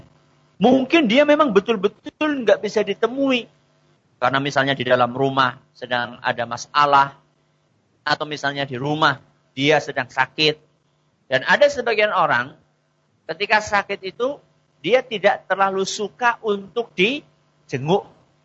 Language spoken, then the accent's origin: Indonesian; Java, Indonesia; Apalagi kita kan orang Jawa, ya, ada pakai wuhnya.